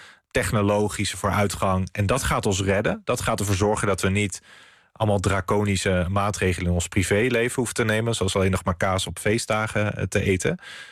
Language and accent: Dutch; Netherlands; het is niet dat wij als Nederlanders ons belachelijk hebben gedragen in dit opzicht.